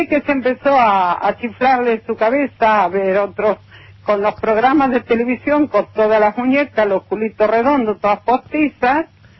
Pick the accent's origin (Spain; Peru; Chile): Spain; Galicia; moved away; somos emigrantes, éramos gallegos.